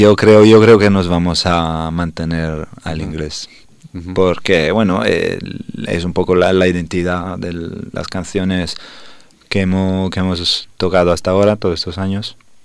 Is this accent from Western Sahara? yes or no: no; Italy; now in Spain; Yo soy italiano.